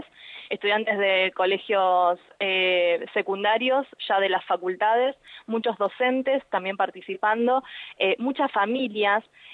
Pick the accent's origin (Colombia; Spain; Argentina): Argentina; y nosotros como argentinos también debemos empezar a tomar conciencia